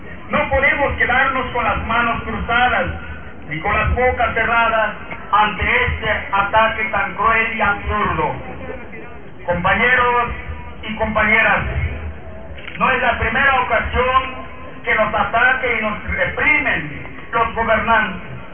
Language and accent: Spanish; Mexico; ha sido el pan de cada día para nosotros como mexicanos